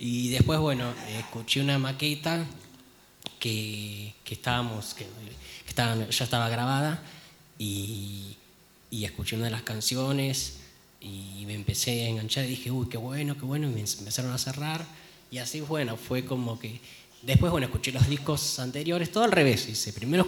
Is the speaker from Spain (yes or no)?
no; Mar del Plata, Buenos Aires Province, Argentina; Bueno, yo vengo de Mar del Plata.